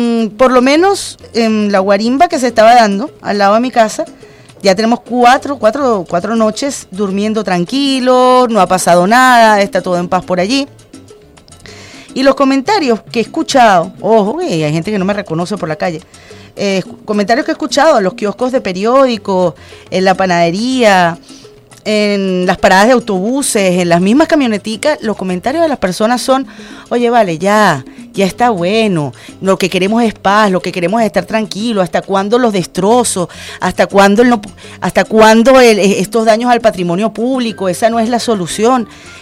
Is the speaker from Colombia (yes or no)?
no; Venezuela; aquí todos y todas somos venezolanos